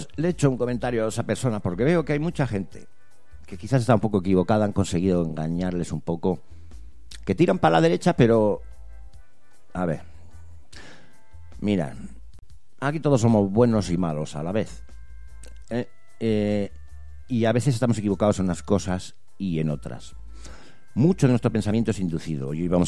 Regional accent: Basque Country, Spain; nosotros somos vascos, aquí hubo una inmigración del 30% en su momento

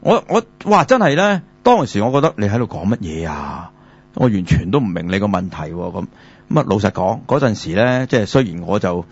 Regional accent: Guangdong, China; 我哋广东人叫两啦，系即系二啦，系嘛？

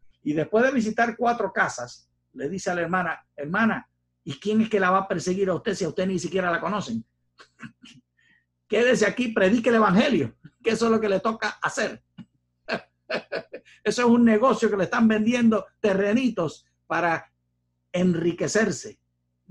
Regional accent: Puerto Rico; de mis tiempos de niño en Puerto Rico decíamos así

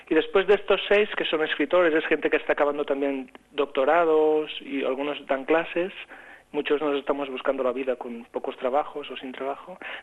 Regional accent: Catalonia, Spain; pedir dinero a la gente es algo que a mí, aun siendo catalán, me cuesta mucho.

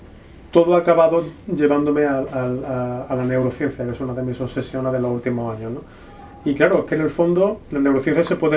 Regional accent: Córdoba, Andalusia, Spain; como cordobés, senequista que soy, sé muy bien

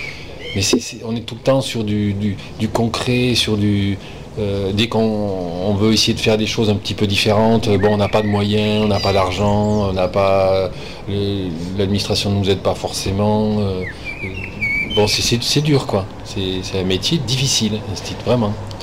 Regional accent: Montauban, Occitanie, France; born there; je suis né à Montauban, pas très loin d'ici, donc.

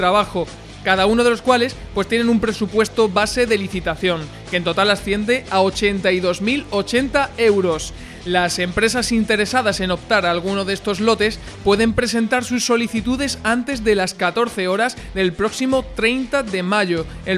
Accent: Jerez de los Caballeros, Extremadura, Spain; los jóvenes de mi pueblo, Jerez de los Caballeros, ya están de enhorabuena

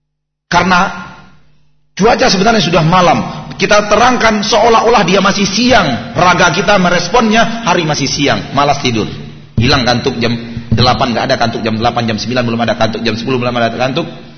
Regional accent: Bukittinggi, West Sumatra, Indonesia; Ya kampungnya di Kebumen misalnya, yang kampungnya di Garut, yang kampungnya di mana-mana gitu. Kalau saya di Bukit Tinggi.

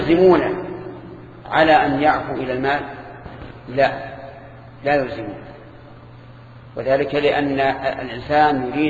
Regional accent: Egypt; هذه موجودة عندنا في مصر

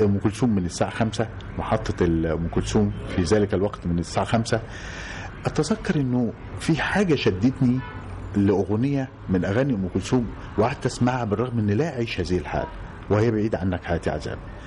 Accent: Faiyum Governorate, Egypt; أنا من قريتي بيحطها بحر يوسف وبحر حسن واصف شبه جزيرة في الفيوم

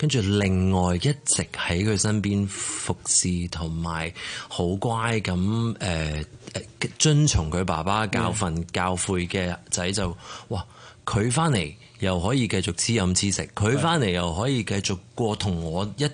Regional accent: China; 咁其實同我哋中國人有一句你無論喺出面幾大風大雨都好

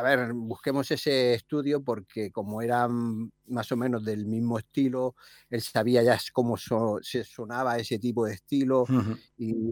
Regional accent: Barcelona, Catalonia, Spain; Nosotros somos de Barcelona

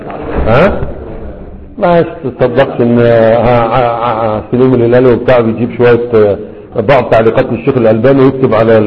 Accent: Egypt; moved away as an adult; الروضة النبية المشهورة عندنا في مصر اللي كان معنا ودرسناه هناك

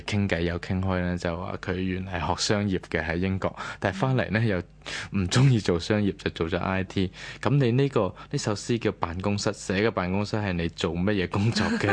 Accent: Hong Kong; 因为我哋香港人就系咁样嘛

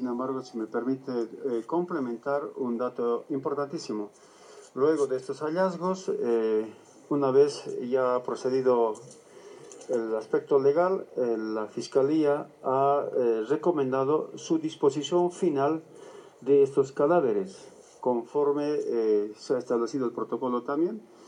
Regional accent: Tarija, Bolivia; Yo no sé por qué somos los tarijeños así.

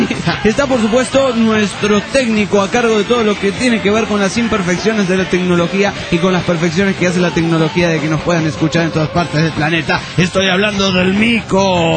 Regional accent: La Madrid, Buenos Aires Province, Argentina; yo era de Madrid, pero en realidad no soy de Madrid, capital de España, sino que soy de La Madrid.

